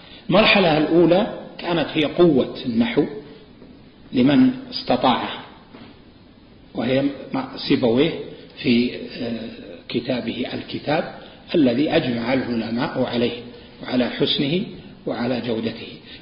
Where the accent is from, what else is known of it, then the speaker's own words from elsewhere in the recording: Najd, Saudi Arabia; مثل عندنا في نجد المستعملة